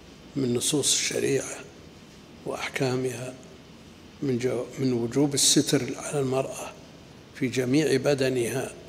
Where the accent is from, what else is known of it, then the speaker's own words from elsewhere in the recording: Najd, Saudi Arabia; وهذه مسألة يقع الخلل فيها كثيرا من النساء عندنا في نجد قبل